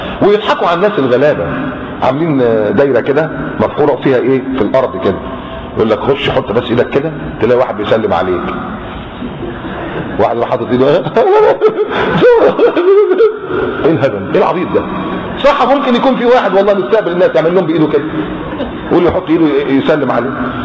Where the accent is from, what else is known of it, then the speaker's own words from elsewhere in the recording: Egypt; عندنا في مصر كاتبين كده على الضريح بتاع الحسين